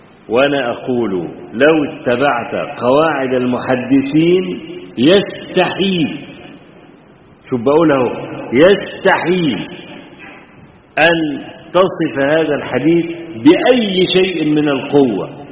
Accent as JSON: {"language": "Arabic", "country": "Egypt", "said": "وإحنا عندنا في مصر بنزرع القطن طويل التيلة"}